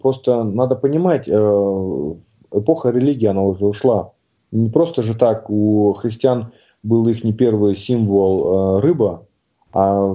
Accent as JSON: {"language": "Russian", "region": "Tomsk Oblast", "country": "Russia", "tie": "born or raised there", "said": "Я сам родом из Сибири, в Томской области."}